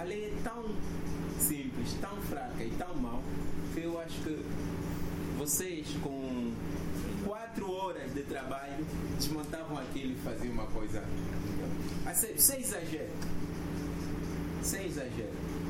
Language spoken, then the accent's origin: Portuguese; Angola; não, eu sou angolano, também estudei, também sei, vou opinar